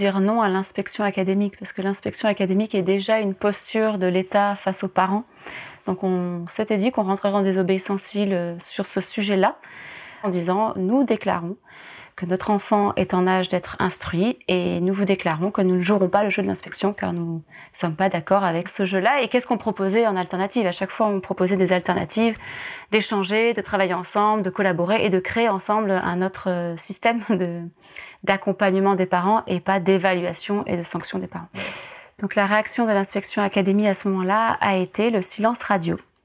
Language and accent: French; Occitanie, France; Je viens d'Ariège, on vit dans un collectif qui s'appelle le collectif de Pourgue, qui est à côté d'une petite ville qui s'appelle Le Fossat, au milieu de nulle part en Ariège.